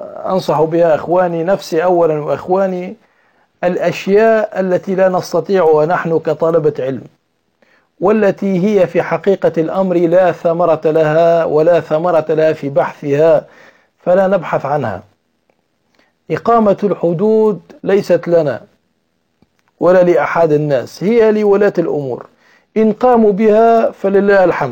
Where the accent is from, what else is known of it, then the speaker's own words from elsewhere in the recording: Tunisia; أو عندنا في تونس التربيج لأسماء الله